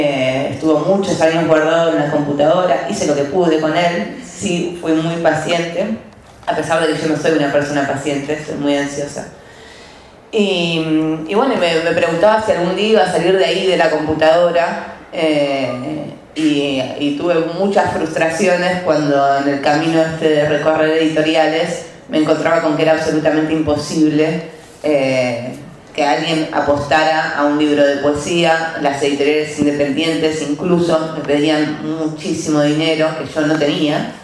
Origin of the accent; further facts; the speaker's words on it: Quilmes, Buenos Aires Province, Argentina; yo soy de Quilmes